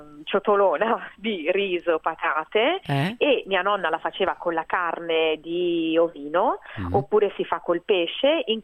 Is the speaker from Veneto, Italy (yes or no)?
no; Milan, Lombardy, Italy; born there; io sono nata a Milano, ma sono semplicemente nata a Milano da due dinastie pugliesi da sempre.